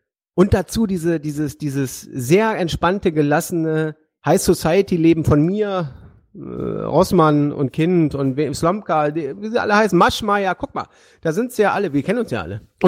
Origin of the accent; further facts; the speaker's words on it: Hanover, Lower Saxony, Germany; Bei uns in Hannover gibt's so eine Veranstaltung, das heißt ein kleines Fest im großen Garten